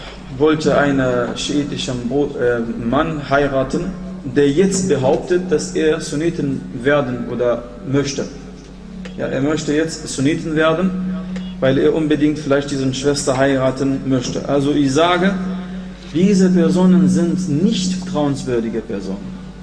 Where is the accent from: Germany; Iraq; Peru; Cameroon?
Iraq; Ach, ich komme aus dem Irak, ich kenne diese Leute.